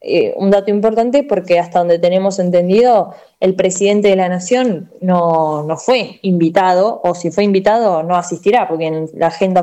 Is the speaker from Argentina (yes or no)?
yes; Berisso, Buenos Aires Province, Argentina; en mi ciudad, en la ciudad de Berisso, que es el kilómetro cero